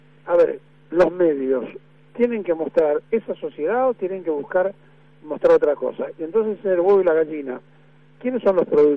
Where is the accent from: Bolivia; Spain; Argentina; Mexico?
Argentina; Como es argentino, entonces, somos muy especiales, somos particularmente especiales